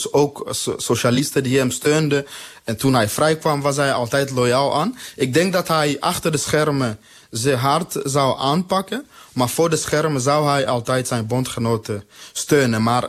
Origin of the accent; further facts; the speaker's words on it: DR Congo; Dutch is a second language; Mensen uit Congo, waar ik vandaan kom, maar ook de SADC-regio en andere landen, gaan daar omdat het relatief economisch goed gaat.